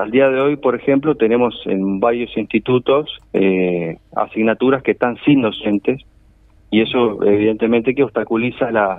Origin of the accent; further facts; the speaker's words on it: Rocha, Uruguay; Yo soy oriundo de Rocha, en realidad, y estoy cursando el tercer año de profesorado de Historia.